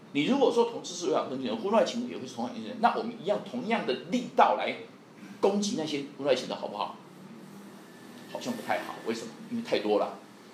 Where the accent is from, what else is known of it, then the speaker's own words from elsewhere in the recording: Taiwan; 我们台湾人听得懂什么叫选举语言的，老外听不懂